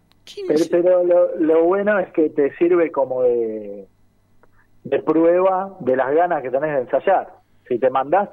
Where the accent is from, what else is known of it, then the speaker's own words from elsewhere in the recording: Caseros, Buenos Aires Province, Argentina; Tenemos gente de La Luz, gente de General Rodríguez, de Cava, y yo soy de Caseros, así que estamos dispersos por todos lados.